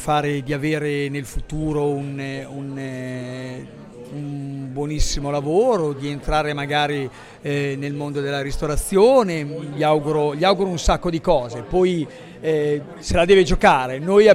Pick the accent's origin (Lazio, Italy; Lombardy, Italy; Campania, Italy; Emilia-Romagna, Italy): Emilia-Romagna, Italy; Bologna; è una parola che nel bolognese, io sono bolognese, esiste veramente.